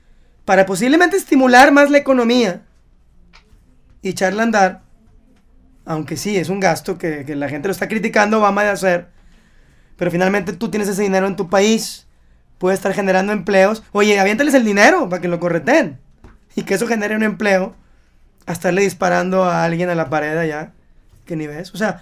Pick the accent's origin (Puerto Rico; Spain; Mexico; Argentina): Mexico; Y que tenemos que, como mexicanos, diversificar, no romper relaciones con Estados Unidos